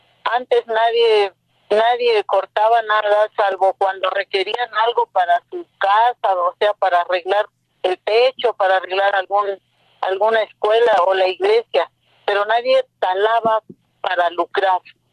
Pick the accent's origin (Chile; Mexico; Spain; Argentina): Mexico; Zacacuautla, Hidalgo; de Zacacuautla, Acasochitlán, Hidalgo. Mi pueblo es en la Sierra Norte de Hidalgo, colindando con la Sierra Norte de Puebla. Es un lugar muy propicio para lo forestal.